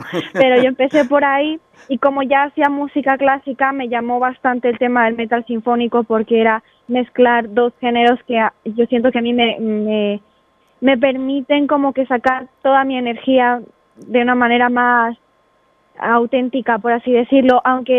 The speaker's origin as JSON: {"language": "Spanish", "country": "Peru", "moved": "as an adult", "lives_now": "Spain", "said": "Yo me fui de Perú a los 19, en 2014, viví 2 años en Francia por mis estudios. En el 2016 me mudé a los Países Bajos para hacer un Erasmus"}